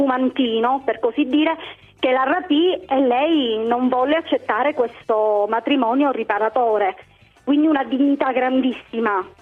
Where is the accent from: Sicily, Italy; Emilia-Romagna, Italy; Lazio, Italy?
Sicily, Italy; io sono siciliana